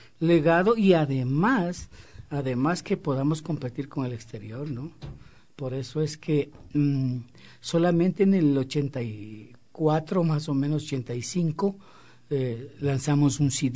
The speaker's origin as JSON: {"language": "Spanish", "town": "Quito", "region": "Pichincha", "country": "Ecuador", "tie": "born there", "said": "Yo nací en Quito y toda mi vida la he dedicado a la música."}